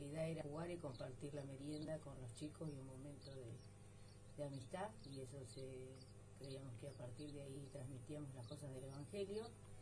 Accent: Arrecifes, Buenos Aires Province, Argentina; now in San Pedro, Argentina; No nací en San Pedro, soy de Arrecifes. Pero hace 21 años que estoy en San Pedro, porque formé una familia y me vine para San Pedro.

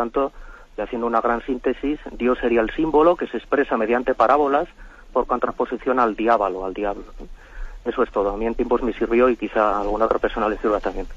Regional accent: Navarre, Spain; de Navarra.

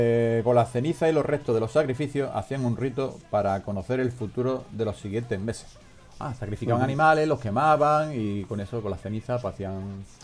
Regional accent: Málaga, Andalusia, Spain; Yo soy de Málaga, de Portarta, ¿sabes? Ahí me he criado yo en Portarta.

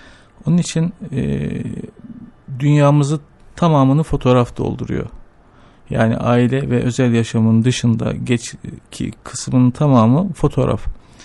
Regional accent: Ankara, Turkey; Ben Ankara'da büyüdüm. Bütün kazanımlarımızı, edinimlerimizi, her şeyimizi Ankara'da öğrendik. Dolayısıyla evet. Ankara bizi büyüten başkent. Bizi büyüten ve adam eden kent.

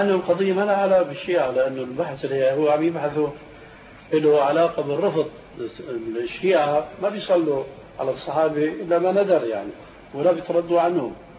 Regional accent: Syria; بيحكوا النكتة عندنا في الشام

